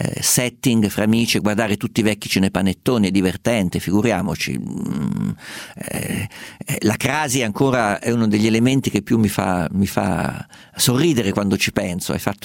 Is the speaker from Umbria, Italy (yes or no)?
yes; Umbria, Italy; Guarda, io sono umbro